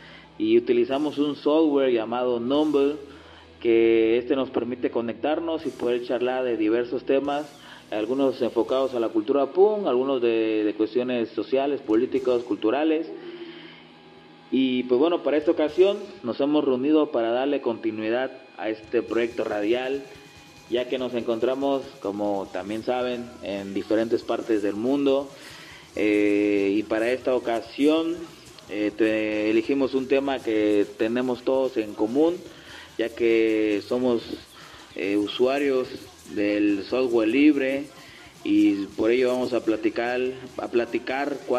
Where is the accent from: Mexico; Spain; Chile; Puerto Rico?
Mexico; Acapulco, Guerrero; soy del puerto de Acapulco